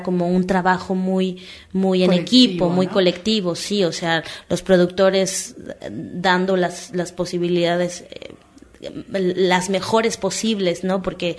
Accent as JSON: {"language": "Spanish", "country": "Mexico", "said": "Pero a la vez también como mexicano"}